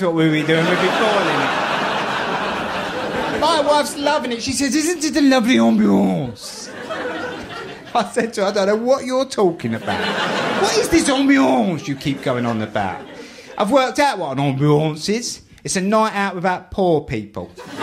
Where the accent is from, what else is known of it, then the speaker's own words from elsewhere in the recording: London, United Kingdom; accent: Cockney; I'm a Cockney. I grew up on a council estate in the East End of London.